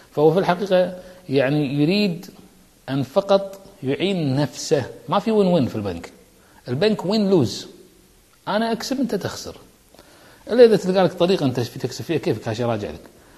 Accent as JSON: {"language": "Arabic", "country": "Kuwait", "said": "مجتمعات كسلانة ما عندنا بالكويت"}